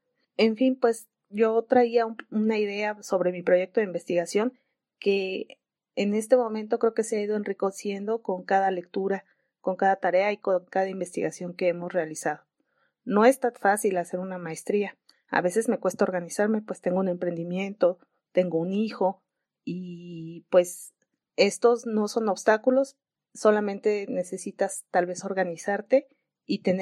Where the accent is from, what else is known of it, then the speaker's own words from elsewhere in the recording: San Cristóbal de las Casas, Chiapas, Mexico; also born or lived in Puebla; Soy originaria de San Cristóbal de las Casas. Estudié en Puebla la licenciatura en Ingeniería Química